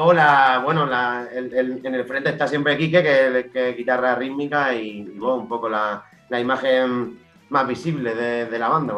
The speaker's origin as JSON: {"language": "Spanish", "town": "Yecla", "region": "Region of Murcia", "country": "Spain", "said": "Nosotros somos de Yecla."}